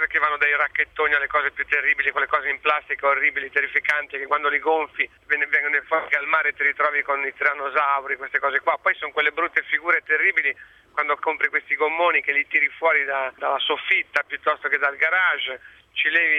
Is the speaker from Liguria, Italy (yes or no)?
yes; Liguria, Italy; In quanto ligure credo di essere, diciamo, attrezzato per l'argomento.